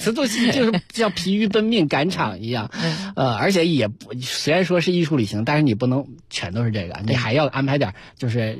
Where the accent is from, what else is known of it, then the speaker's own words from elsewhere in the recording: China; 他可能也看着我是个中国人